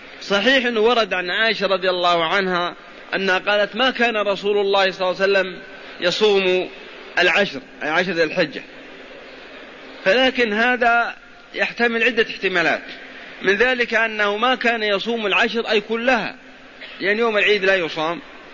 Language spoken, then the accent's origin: Arabic; Al-Qassim, Saudi Arabia; نذكر أن السوق عندنا في القصيم